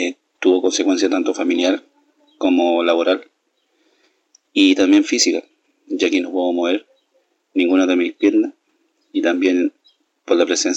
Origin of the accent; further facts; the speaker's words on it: Temuco, Araucanía, Chile; soy de Temuco, de la nueva región de la Araucanía de Chile. Tengo 37 años